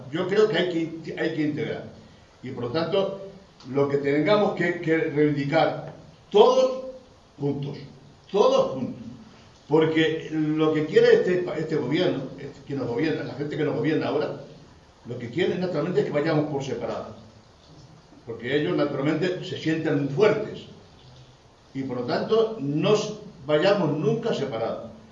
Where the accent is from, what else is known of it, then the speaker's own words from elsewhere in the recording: Spain; born there; yo soy inmigrante. Yo nací en España, que podía haber nacido en otro país.